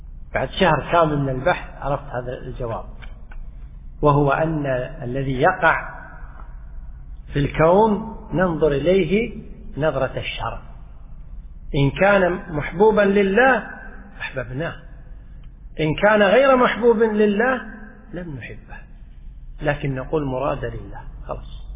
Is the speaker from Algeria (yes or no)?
no; Kuwait; حتى عندنا في الكويت في بعض الشوارع